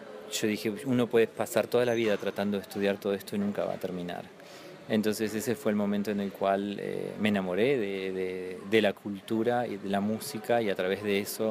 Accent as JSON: {"language": "Spanish", "town": "Comodoro Rivadavia", "region": "Chubut", "country": "Argentina", "tie": "born or raised there"}